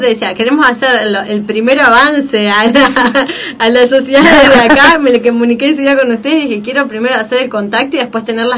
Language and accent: Spanish; Cipolletti, Río Negro, Argentina; yo soy de Cipolletti y nunca la vi